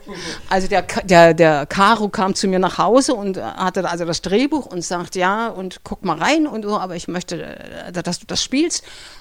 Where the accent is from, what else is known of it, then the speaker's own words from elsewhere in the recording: Berlin, Germany; weil ich bin auch ein Berliner Typ. Ich komme aus dem Hinterhaus.